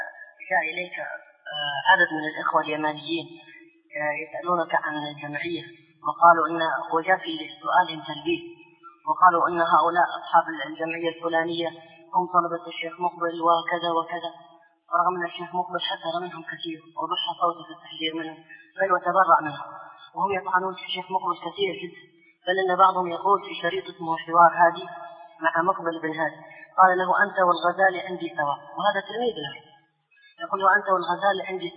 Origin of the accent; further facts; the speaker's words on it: Hadramaut, Yemen; رجل صوفي عندنا في حضرموت